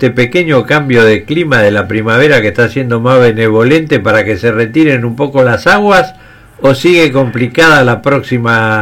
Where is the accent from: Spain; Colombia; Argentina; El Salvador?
Argentina; Qué veleta que somos los argentinos, no solo en política, también en deporte, en todo.